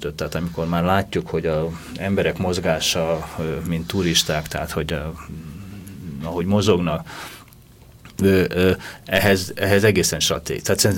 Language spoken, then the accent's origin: Hungarian; Budapest, Hungary; akik itt Budapesten nőttünk föl